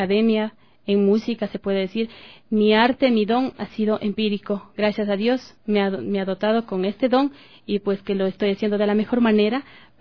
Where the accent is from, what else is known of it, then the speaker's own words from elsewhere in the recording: Ecuador; son fiestas pues que son nuestra tradición, nuestra identidad como ecuatorianos